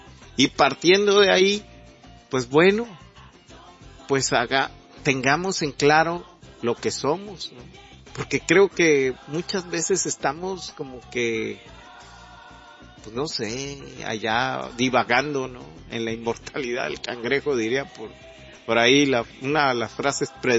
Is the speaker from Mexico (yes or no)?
yes; Mexico; porque creo que a veces todo el problema es que no nos logramos aceptar como mexicanos.